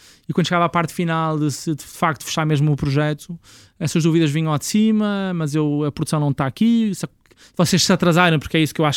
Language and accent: Portuguese; Portugal; sem nos conhecerem de lado nenhum, só porque somos portugueses.